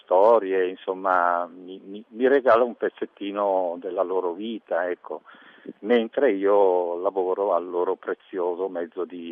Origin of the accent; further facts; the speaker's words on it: Belgium; Italian is a second language; Io sono belga, quindi notoriamente noi ci spostiamo in bicicletta.